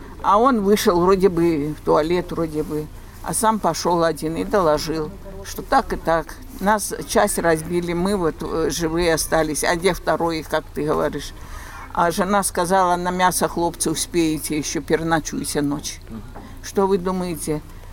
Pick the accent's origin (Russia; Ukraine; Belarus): Belarus; Я же белоруска, ну я вот, я, как я разговариваю? Я не по-русски, не по-белорусски так.